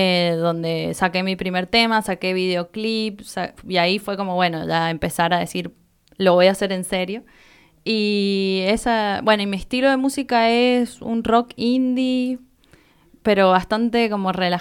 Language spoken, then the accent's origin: Spanish; San Juan, Argentina; now in Mendoza, Argentina; yo como vengo de San Juan, no conocía nada acá en Mendoza